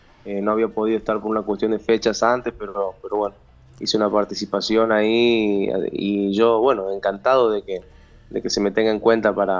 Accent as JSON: {"language": "Spanish", "region": "Tucumán", "country": "Argentina", "lives_now": "Córdoba, Argentina"}